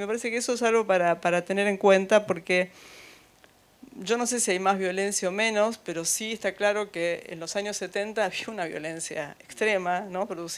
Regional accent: Temperley, Buenos Aires Province, Argentina; No soy de La Plata, soy de Temperley, de la zona sur del Gran Buenos Aires

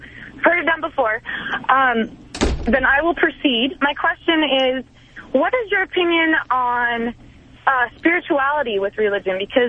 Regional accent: Colorado, United States; I grew up in rural Colorado.

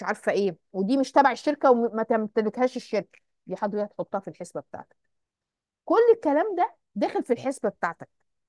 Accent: Egypt; احنا عندنا في مصر ما عندناش البلت

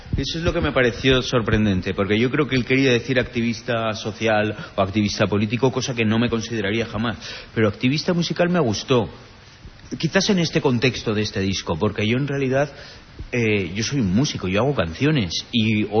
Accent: Zaragoza, Aragon, Spain; now in Los Angeles, United States; Yo quizás soy más zaragozano en Los Ángeles que cuando viví en mi ciudad.

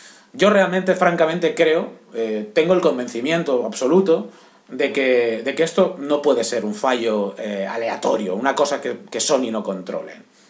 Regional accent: Barcelona, Catalonia, Spain; soy de Barcelona.

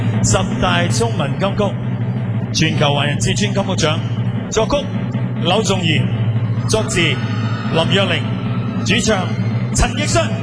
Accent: Hong Kong; 即係我在香港出世的，咁我又咁我在香港长大又讲广东话啦

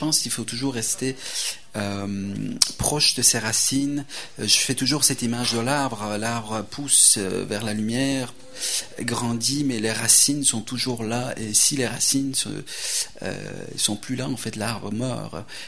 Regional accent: Tehran, Tehran Province, Iran; J'ai vécu mon enfance à Téhéran, mais c'était les années de la guerre entre l'Iran et l'Irak.

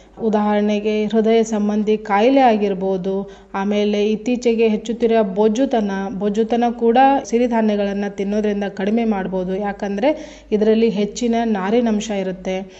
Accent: Karnataka, India; ನಾವು ಉತ್ತರ ಕರ್ನಾಟಕದವರು

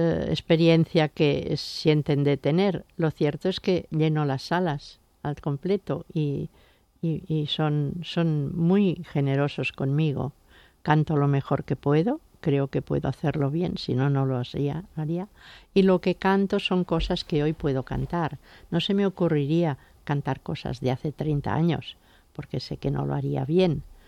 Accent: Barcelona, Catalonia, Spain; born there; Cataluña es algo maravilloso porque es donde yo nací

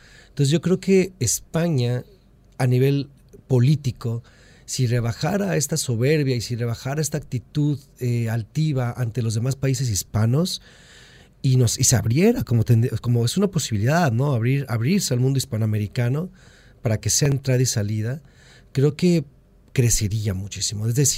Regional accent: Mexico; Soy mexicano, tengo una simbiosis muy profunda con Estados Unidos, como norteamericanos que somos

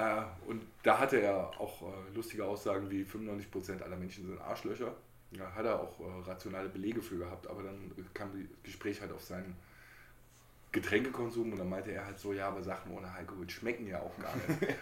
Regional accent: Rhineland, Germany; Aber bei uns im Rheinland sagt man ja sogar Schlor.

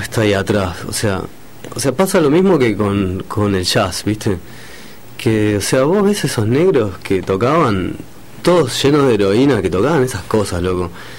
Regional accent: Villa María, Córdoba, Argentina; Yo soy de Villa María, Córdoba.

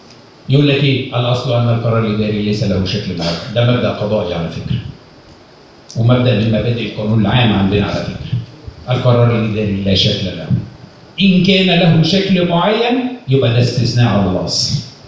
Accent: Egypt; احنا كعرب أو كمصريين

